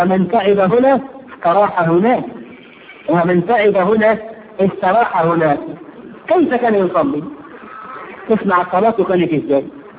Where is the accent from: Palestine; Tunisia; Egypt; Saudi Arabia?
Egypt; احنا كويسين قوي كمصريين احنا كده حلو قوي